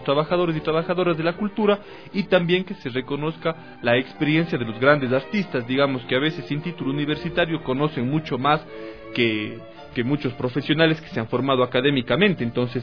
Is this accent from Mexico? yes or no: no; Ecuador; Bueno, creo que nada más nos llena de orgullo como ecuatorianos